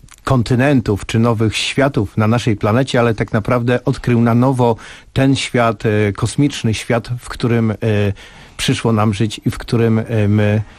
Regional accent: Elbląg, Warmian-Masurian Voivodeship, Poland; A z Elbląga to ja również jestem właściwie spod Elbląga

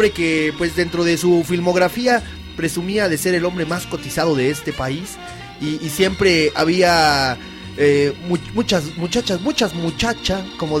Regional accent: Mexico; Ah, pues qué chido, pues mira, yo también soy mexicano.

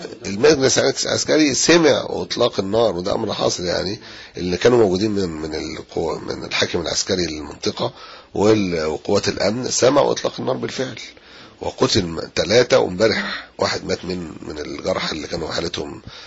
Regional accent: Egypt; صفاتنا ان احنا مواطنين مصريين

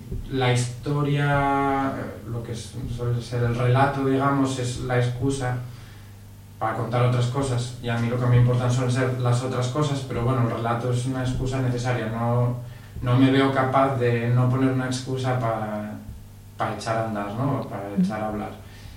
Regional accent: Pola de Siero, Asturias, Spain; grabada en muy pocos días en Pola de Sierra, que es de donde yo soy.

